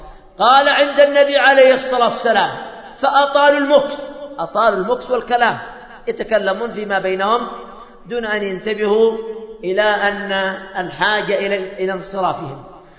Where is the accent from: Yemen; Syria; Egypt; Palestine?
Yemen; أظن أن أنكد الزواج هو عندنا في اليمن، أن أنكد الزواج عندنا في اليمن